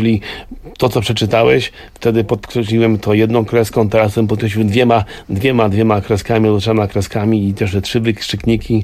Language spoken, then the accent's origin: Polish; Mrągowo, Warmian-Masurian Voivodeship, Poland; also born or lived in Germany; tak jak ja pochodzę z Mrągowa i Stałt, czyli to są takie miejsca i to, że to jest moje miejsce na ziemi